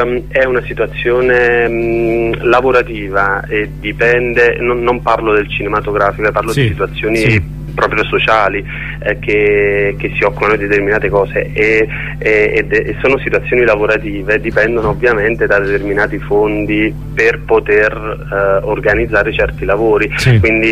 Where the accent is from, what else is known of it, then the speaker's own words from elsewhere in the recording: Naples, Campania, Italy; now in Barcelona, Spain; Di tanto in tanto tornavo a Napoli, ovviamente per visitare casa, per tornare nel mio paese, e vedevo dal mio balcone